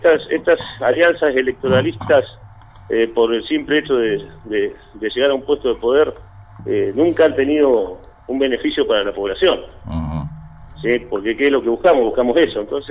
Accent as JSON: {"language": "Spanish", "town": "Cipolletti", "region": "Río Negro", "country": "Argentina", "said": "Somos los dos de Cipolletti, ¿sí?"}